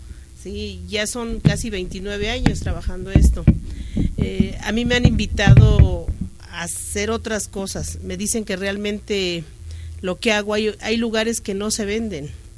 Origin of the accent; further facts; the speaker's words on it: Villa Nicolás Romero, State of Mexico, Mexico; Yo vengo de adelante de Atizapán de Zaragoza. Es Villa Nicolás Romero exactamente de donde yo vengo.